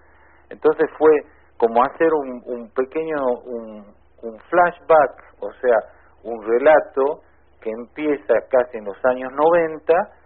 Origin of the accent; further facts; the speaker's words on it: Jujuy, Argentina; moved away as an adult; also born or lived in London, United Kingdom; Yo soy jujeño de nacimiento, de crianza, y después la vida me ha llevado por todo el mundo. Viví muchísimos años en el exterior, incluso mi formación cinematográfica fue en Londres, en Inglaterra, pero nunca perdí el cordón umbilical con mi tierra, con mi identidad, ni siquiera la tonada